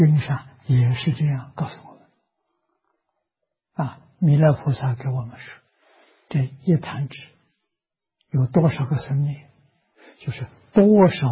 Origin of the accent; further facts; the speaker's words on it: China; 我们中国人叫他做灵魂啊，其实他不灵